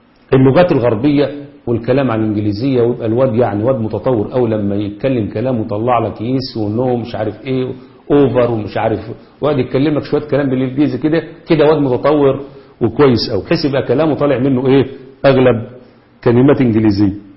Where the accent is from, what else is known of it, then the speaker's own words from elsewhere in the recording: Egypt; لكن تعالوا شوفوا عندنا في مصر